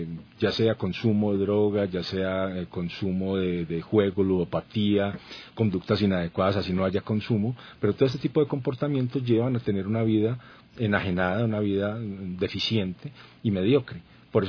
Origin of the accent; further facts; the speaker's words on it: Colombia; now in Ecuador; Soy un colombiano comprometido con lo social, líder social